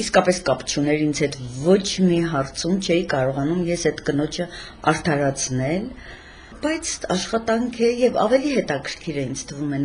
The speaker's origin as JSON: {"language": "Armenian", "town": "Gyumri", "region": "Shirak", "country": "Armenia", "tie": "born or raised there", "said": "Միշտ Գյումրիում եմ եղել, ծնվել եմ Գյումրիում, ապրել եմ եւ ապրում եմ Գյումրիում։"}